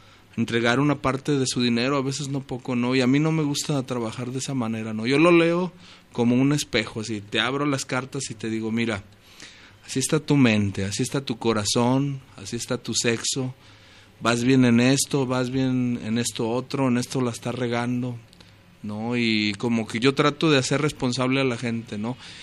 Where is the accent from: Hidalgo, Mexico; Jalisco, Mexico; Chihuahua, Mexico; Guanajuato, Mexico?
Jalisco, Mexico; Guadalajara; cuando veía reuniones allá en mi barrio, en Atemajac, mi barrio natal